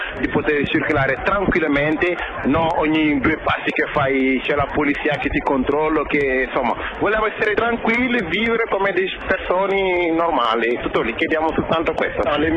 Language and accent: Italian; Senegal; now in Genoa, Italy; Io sono senegalese e … niente, abito qui a Genova da 10 anni.